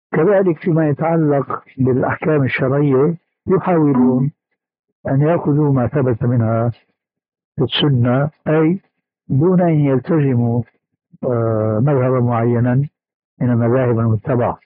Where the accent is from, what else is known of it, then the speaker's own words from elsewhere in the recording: Damascus, Damascus Governorate, Syria; كما يقولون عندنا في دمشق الألف من المصريجة، المصريجة العصاية الطويلة عندنا